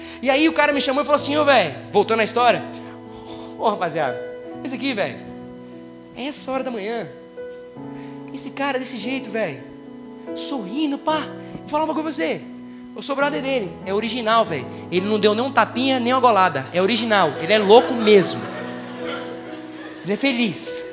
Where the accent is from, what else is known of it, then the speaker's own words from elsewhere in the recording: Paraíba, Brazil; eu sou paraibano